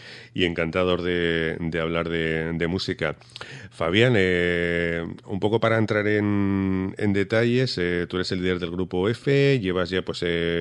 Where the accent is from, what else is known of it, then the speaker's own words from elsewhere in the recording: Huesca, Aragon, Spain; yo soy de Huesca.